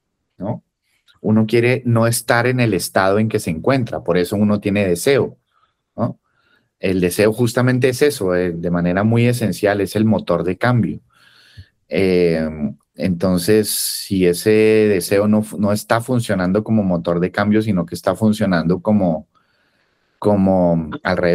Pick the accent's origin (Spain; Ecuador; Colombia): Colombia; más aún siendo colombiano, donde uno, pues, escucha uno, las historias familiares nuestras son complejísimas